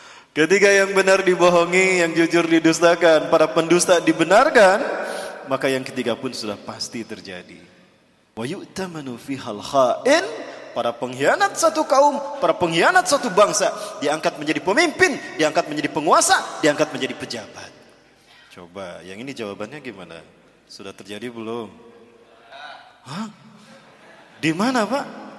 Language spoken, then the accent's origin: Indonesian; Bandung, West Java, Indonesia; Saya asli dari Bandung, kelahiran Bandung dan keluarga Bandung Padang ya. Ibu saya dari Bandung, ayah saya putra Padang, Bukit Tinggi, Sungai Buar. Jadi Sunda Padang, Pak.